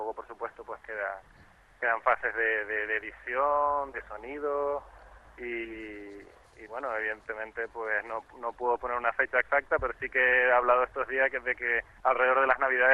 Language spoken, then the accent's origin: Spanish; Canary Islands, Spain; now in Gran Canaria, Spain; Pero yo, como tinerfeño, pues quizás me ha llamado más la atención ese tipo de costa, o lo he podido ver con una perspectiva diferente al venir de fuera